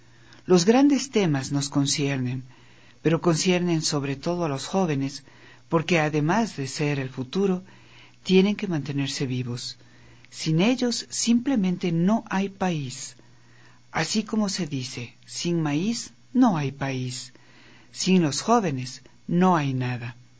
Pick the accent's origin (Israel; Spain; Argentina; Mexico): Mexico